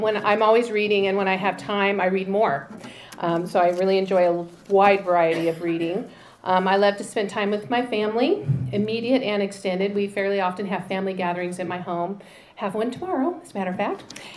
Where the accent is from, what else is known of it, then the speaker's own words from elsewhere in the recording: Spokane, Washington, United States; I am from Spokane. I grew up there my whole life.